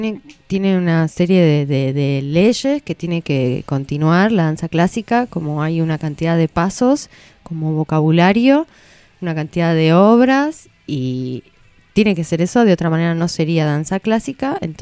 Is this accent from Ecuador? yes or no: no; Bolivia; Yo me crié en Bolivia yendo a escuelas privadas